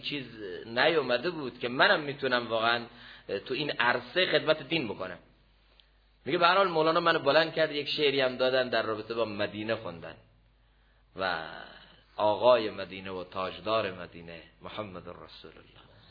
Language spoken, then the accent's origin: Persian; Iran; گفتم من از ایران هستم.